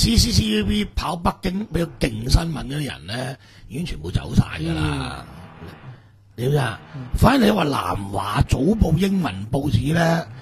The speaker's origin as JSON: {"language": "Cantonese", "country": "Hong Kong", "said": "其實輪唔到我哋香港人話事"}